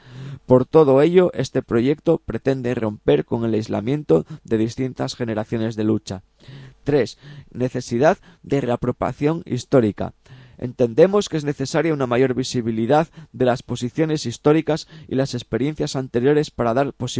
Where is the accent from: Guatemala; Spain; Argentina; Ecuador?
Spain; Asturias; de las cosas interesantes que se hacen en mi tierra, ¿no? También pues tenemos pues bueno, pues comentaros, también aprovechamos ya que estamos hablando de Asturias